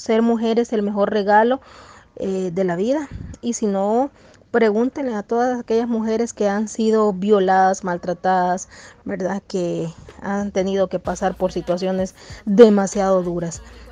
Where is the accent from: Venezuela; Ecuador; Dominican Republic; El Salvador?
El Salvador; now in Costa Rica; como mujer salvadoreña, viviendo acá en Costa Rica